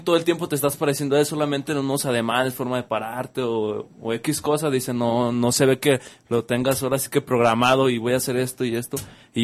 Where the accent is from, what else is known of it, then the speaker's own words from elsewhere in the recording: Jalisco, Mexico; somos de Jalisco y queremos representar ese campeonato